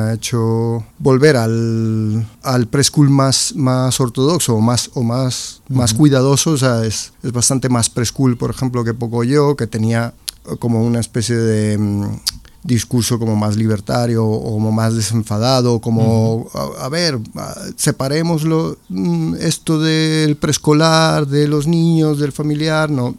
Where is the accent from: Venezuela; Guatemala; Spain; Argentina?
Venezuela; Maracay, Aragua; born there; also born or lived in Caracas; Claro, yo nací en Venezuela, en Maracay, estado de Aragua. Luego mi familia estuvimos dando varios tumbos por todo el país, acabamos en Caracas.